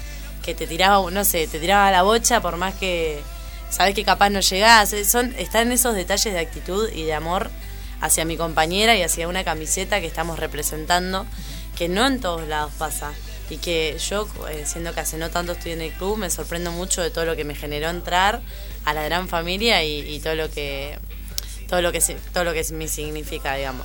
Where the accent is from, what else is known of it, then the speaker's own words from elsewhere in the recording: Bahía Blanca, Buenos Aires Province, Argentina; yo soy de Bahía Blanca y hace mucho que no me sentía en familia estando en un club, que eso sí me pasaba en mi club de Bahía Blanca, yo jugaba en Sportiva.